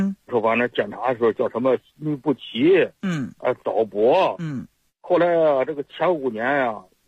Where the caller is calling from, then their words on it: Qiqihar, Heilongjiang, China; 我齐齐哈尔农村的啊。